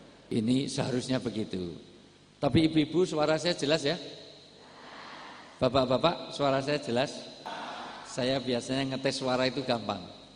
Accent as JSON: {"language": "Indonesian", "region": "Java", "country": "Indonesia", "said": "Karena saya asli orang Jawa, di dalam tradisi orang Jawa, orang tua disebut sepuh."}